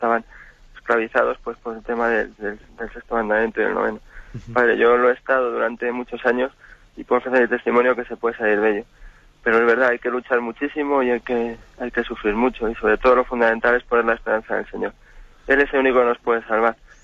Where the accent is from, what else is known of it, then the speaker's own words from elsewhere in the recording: Madrid, Community of Madrid, Spain; de Madrid.